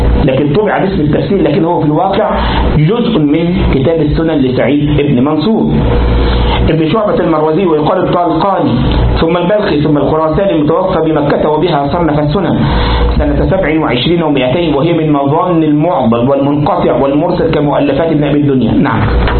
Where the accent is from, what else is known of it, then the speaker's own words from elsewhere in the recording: Egypt; طبعا حلوان مدن كثيرة في عندنا في مصر،